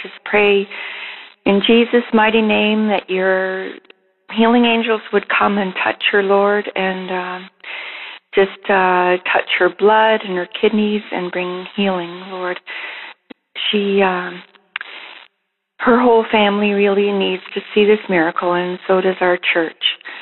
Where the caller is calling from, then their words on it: Canada; I'm calling from Canada.